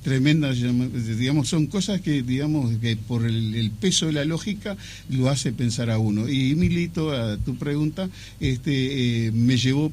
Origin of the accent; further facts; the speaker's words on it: Chapicuy, Paysandú, Uruguay; also born or lived in Salto; De la localidad de Chapicuy, departamento de Paysandú. Bien. O sea, nací en Salto y estudié en la escuela rural en Paysandú